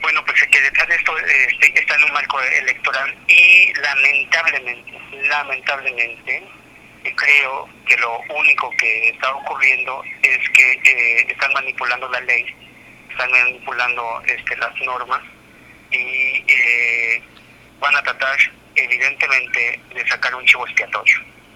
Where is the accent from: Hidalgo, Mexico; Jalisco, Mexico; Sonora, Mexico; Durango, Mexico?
Sonora, Mexico; no como sonorense, sino como ciudadano del país